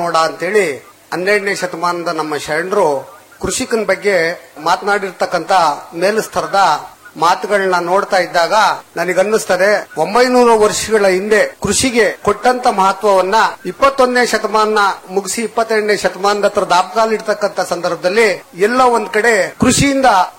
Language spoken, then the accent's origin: Kannada; Kadur, Karnataka, India; ನಂದು ಚಿಕ್ಕಮಗಳೂರು ಜಿಲ್ಲೆ ಕಡೂರು ತಾಲೂಕು, ಒಂದು ಪುಟ್ಟ ಹಳ್ಳಿ, ಶ್ರೀಕವಿ ಲಕ್ಷ್ಮೀಶ ಕವಿ ಹುಟ್ಟಿದಂತ ಒಂದು ಹಳ್ಳಿ. ಆ ಹಳ್ಳಿನಲ್ಲಿ ನಾನು ಮೂಲತಃ ಕೃಷಿಕ